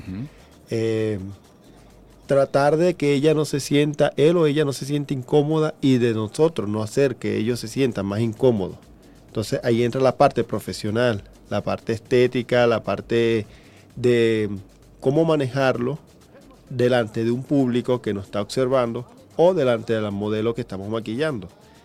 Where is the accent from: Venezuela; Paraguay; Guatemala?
Venezuela